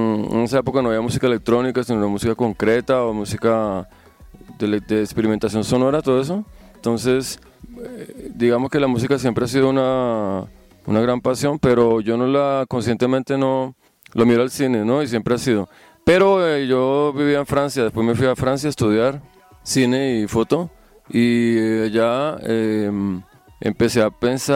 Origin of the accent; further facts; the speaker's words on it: Bogotá, Colombia; born there; pues mira, yo nací en Bogotá, ¿cierto?